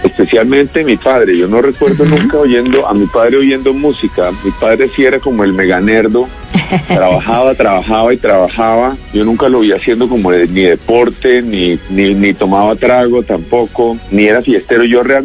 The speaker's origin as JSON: {"language": "Spanish", "country": "Spain", "accent": "Spanish", "said": "aunque tengo muy buen vocabulario en inglés, sé muy bien inglés, pero hablo con un acento español absolutamente rotundo."}